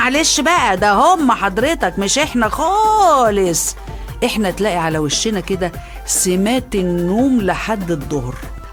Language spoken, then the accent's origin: Arabic; Egypt; المريب بقى فينا احنا يا مصريين ان ساعتنا البيولوجية دي على طول بعافية